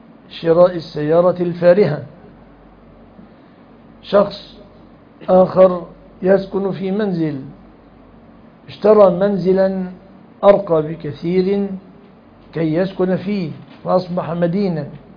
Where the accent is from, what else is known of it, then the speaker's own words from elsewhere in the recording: Egypt; كما يحدث في الزواجات في بلادنا مصر